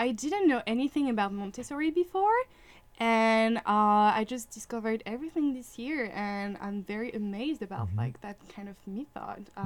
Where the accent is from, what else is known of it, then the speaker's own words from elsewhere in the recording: Rennes, Brittany, France; English is a second language; now in Minneapolis, United States; I'm from Brittany, so Bretagne, Rennes, which is the capital of Brittany. And I'm a student.